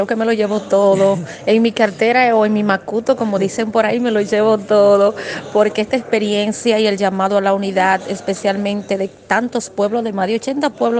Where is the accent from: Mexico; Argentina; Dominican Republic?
Dominican Republic; Soy dominicana, como lo dijiste